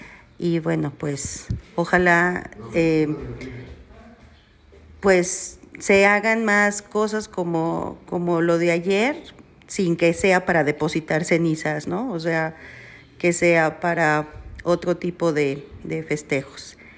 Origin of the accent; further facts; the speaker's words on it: Mexico City, Mexico; Soy prima hermana de Socorro y vengo de la Ciudad de México, a la tierra de mi madre, de mis abuelos